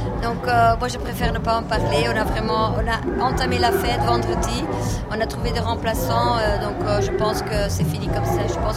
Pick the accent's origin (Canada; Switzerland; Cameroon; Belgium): Belgium; Flanders; Moi, je suis flamande d'origine, donc...